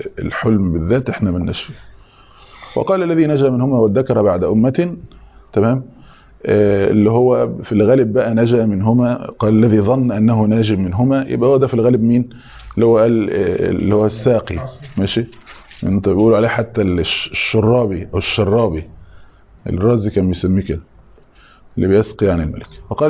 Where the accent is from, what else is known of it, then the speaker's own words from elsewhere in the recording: Egypt; مشتهر عندنا احنا مثلا كمصري تقول له حضرتك كذا ولو سمحت